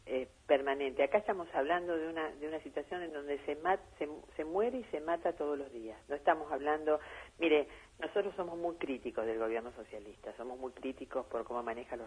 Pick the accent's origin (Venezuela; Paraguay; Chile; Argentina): Argentina; Santa Fe; yo como santafesina me pregunto